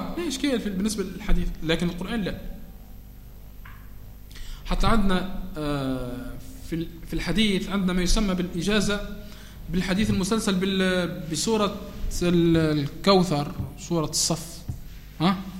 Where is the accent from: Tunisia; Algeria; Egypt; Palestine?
Tunisia; عندنا في تونس من يخلط بين الاجازه والشهاده